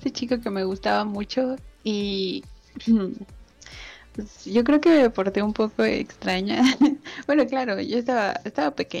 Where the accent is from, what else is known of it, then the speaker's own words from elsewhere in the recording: Mexico; soy de México. Entonces, pues ya más o menos te imaginarás el color de mi piel. Soy una bonita mezcla de mis raíces.